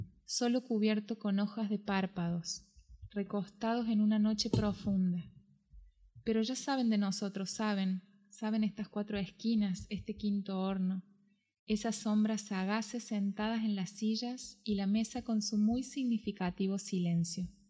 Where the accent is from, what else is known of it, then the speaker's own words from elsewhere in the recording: Córdoba, Argentina; yo soy de Córdoba, entonces hablo como una persona de Córdoba, no Córdoba, la Nueva Andalucía, Córdoba, Argentina.